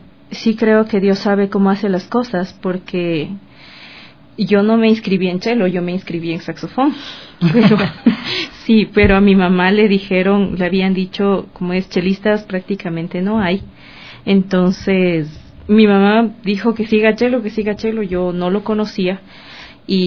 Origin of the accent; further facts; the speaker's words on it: Ambato, Tungurahua, Ecuador; Empecé a estudiar música desde los 11 años en mi ciudad natal, en Ambato